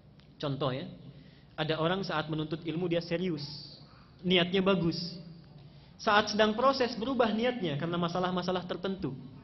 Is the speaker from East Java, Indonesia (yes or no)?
no; Banten, Indonesia; Karena tahu saya datang dari Banten